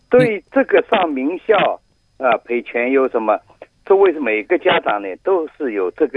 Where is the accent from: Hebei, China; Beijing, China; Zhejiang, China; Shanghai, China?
Shanghai, China; 我上海。